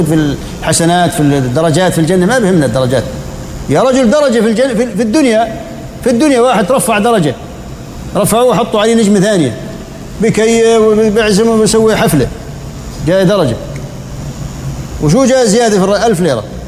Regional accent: Jordan; يعني عندنا في الأردن حوالي بجوز 25,000 تقريبا

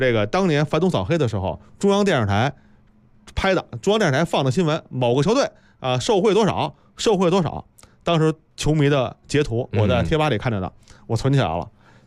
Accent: China

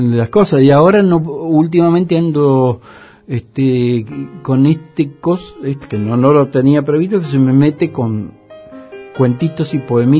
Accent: Mendoza, Argentina; y Mendoza, lo digo como mendocino, como quien conoce bien el paño, es el emporio de las derechas.

